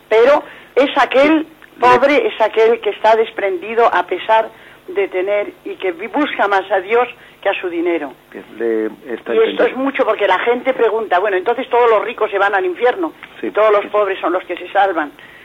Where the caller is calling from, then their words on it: Madrid, Community of Madrid, Spain; de Madrid.